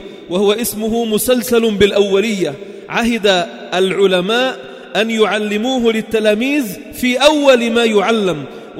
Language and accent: Arabic; Sidon, South Governorate, Lebanon; نحن الأقل من أهل صيدا.